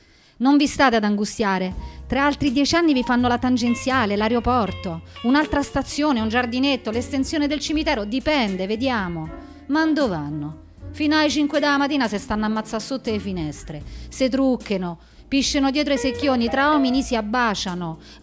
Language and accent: Italian; Rome, Lazio, Italy; born there; C'ho 75 anni, sono nata a San Lorenzo, all'ospedale, cazzo, mica a casa.